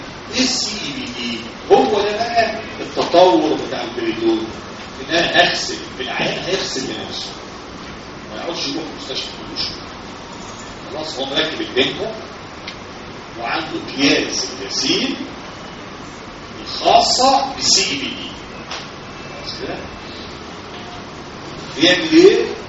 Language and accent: Arabic; Egypt; احنا بلدنا مصر في مصر حاجه بلادنا الحلوه